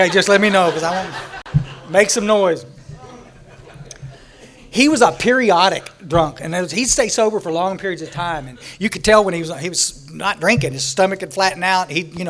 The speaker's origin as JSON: {"language": "English", "region": "Texas", "country": "United States", "tie": "born or raised there", "said": "I was born out in West Texas, when we were about 11, we moved to the Hill Country, up down by San Antonio. And we're about 60 miles northwest of San Antonio."}